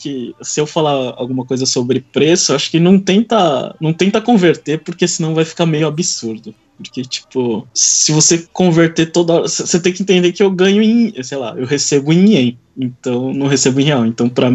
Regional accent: Brazil; now in Japan; eu sou Yonsei, sou quarta geração, então, ou seja, eu sou brasileiro.

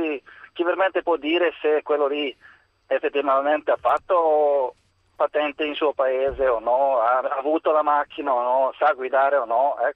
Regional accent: Serbia; Italian is a second language; now in Italy; Sono serbo.

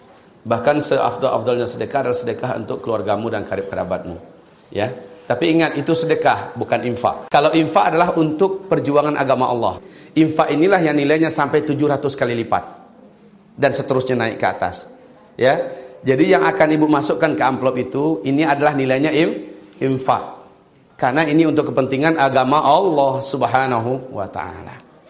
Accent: Pariaman, West Sumatra, Indonesia; Saya asli orang Pariaman. Ya. Lahir di Pariaman.

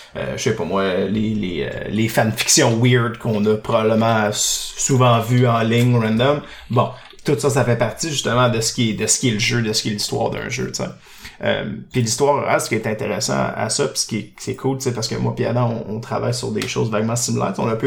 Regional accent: Laval, Quebec, Canada; moi, j'ai grandi à Laval, oui, je l'avoue, je l'assume. J'ai grandi à Laval, en proche de Montréal

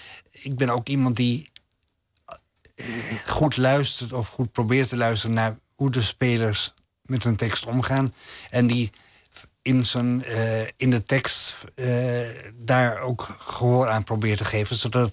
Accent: Amsterdam, North Holland, Netherlands; En ik ging dan met mijn moeder twee keer per week naar de openbare bibliotheek bij ons in Nieuw-West, in Slotermeer, in Amsterdam.

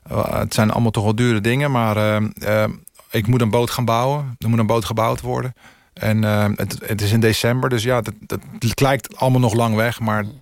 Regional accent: Netherlands; En laten zien dat wij als Nederlanders zijnde echt wel wat kunnen.

